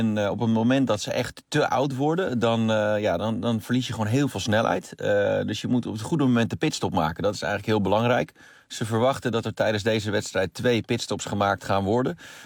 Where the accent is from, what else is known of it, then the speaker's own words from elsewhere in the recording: Netherlands; Ja, nou ja, goed, ik ben Nederlander